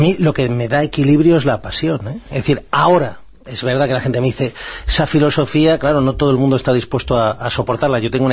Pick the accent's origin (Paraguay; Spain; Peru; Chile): Spain; yo me considero un patriota, me considero español